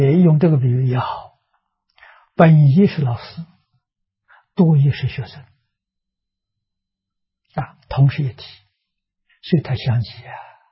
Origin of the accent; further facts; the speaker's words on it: China; 我们中国人所谓青出于蓝而胜于蓝